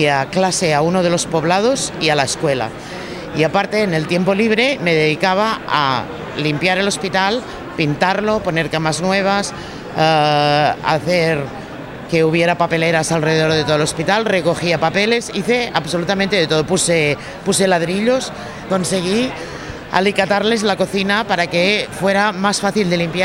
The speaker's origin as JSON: {"language": "Spanish", "region": "Catalonia", "country": "Spain", "said": "Yo soy catalana, los catalanes siempre pensamos en vender."}